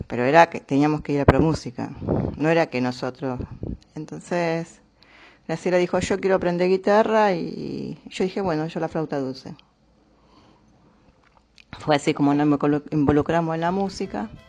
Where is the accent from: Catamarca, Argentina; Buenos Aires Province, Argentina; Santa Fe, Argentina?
Santa Fe, Argentina; Rosario; also born or lived in Córdoba; cuando yo tenía 4 o 5 años, Graciela 3, más o menos, nos vinimos de Córdoba y nos instalamos en Rosario. Entonces no teníamos familia en Rosario.